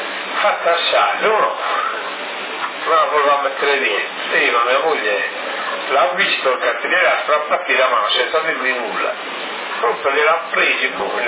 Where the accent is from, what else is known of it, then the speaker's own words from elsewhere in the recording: Sardinia, Italy; mi ha detto ma tu sei sardo? E ho detto sì.